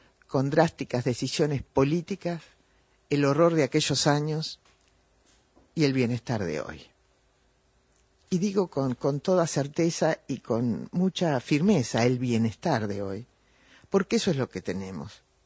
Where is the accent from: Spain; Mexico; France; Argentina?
Argentina; Porque somos, los argentinos tenemos a veces memoria flaca